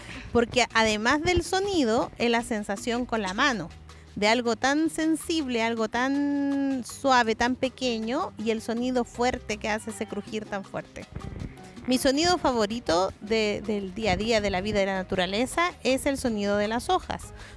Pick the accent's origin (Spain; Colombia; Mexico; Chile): Chile; tengo 42 años y soy chilena.